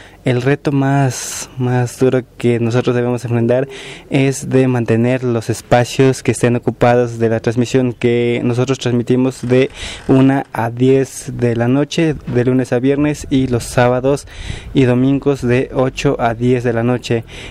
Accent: San Miguel Tzinacapan, Puebla, Mexico; soy de San Miguel Sinacapan

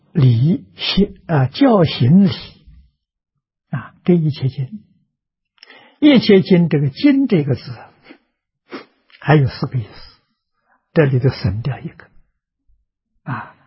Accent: Nanjing, Jiangsu, China; 我记得我小时候在南京念书，啊，那个时候念初中

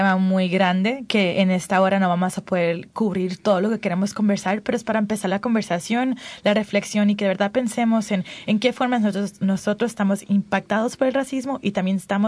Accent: New Jersey, United States; born there; nací en Nueva Jersey, nací en los Estados Unidos.

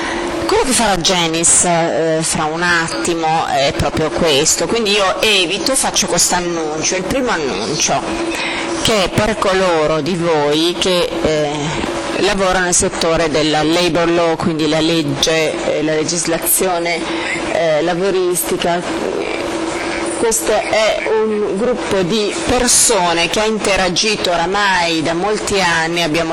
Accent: Germany; in Germania, nel mio paese, abbiamo il sindacato del settore metalli

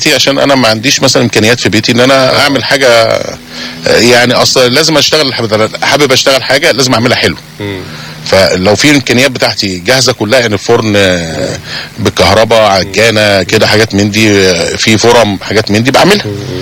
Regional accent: Egypt; دي العيب اللي عندنا في مصر ان احنا بنحاول نشتري كتير جدا

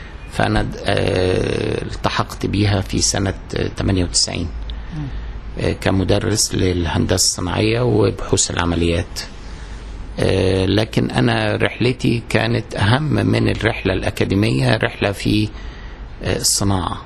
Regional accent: Cairo, Cairo Governorate, Egypt; also born or lived in Minya; أنا اتولدت بس في المنيا، لكن كل حياتي كانت في القاهرة. لأن كنت مرتبط بوالدي الله يرحمه، كان شغله دايما في القاهرة.

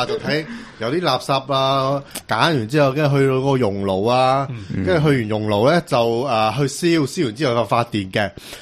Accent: Hong Kong; 即系清洗晒我哋香港人，就因为香港人做蓝天

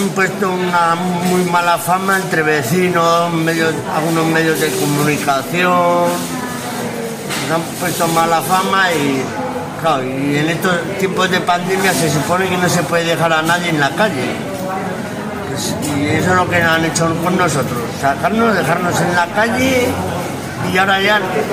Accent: La Rioja, Spain; yo vengo de un pueblo de La Rioja, estaba trabajando

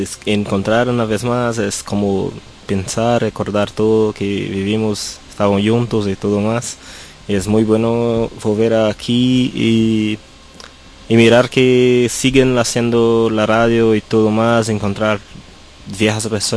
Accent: São Paulo, Brazil; Spanish is a second language; somos de Sao Paulo, la ciudad que ahora tiene como 21 millones de personas.

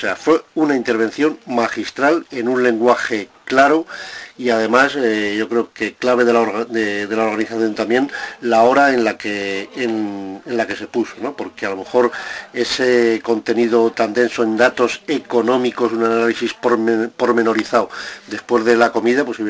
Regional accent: Zaragoza, Aragon, Spain; para los que somos de aquí de Zaragoza

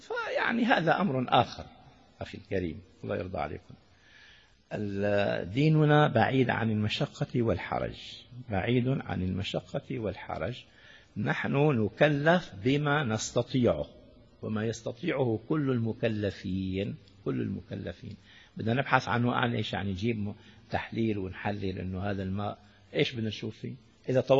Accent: Damascus, Damascus Governorate, Syria; كان بزمانه عندنا في دمشق الشام الدفعة تساوي قلتين

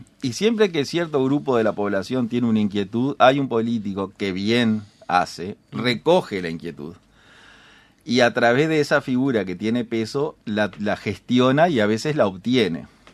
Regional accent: Paysandú, Uruguay; Yo soy de Paysandú.

